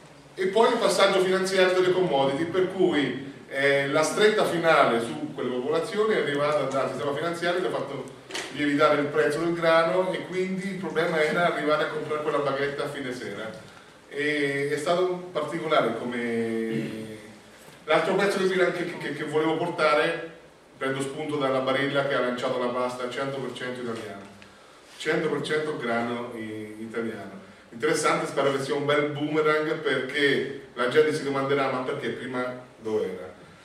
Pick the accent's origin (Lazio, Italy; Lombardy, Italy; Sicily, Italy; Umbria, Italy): Umbria, Italy; Io sono umbro, produzione di olio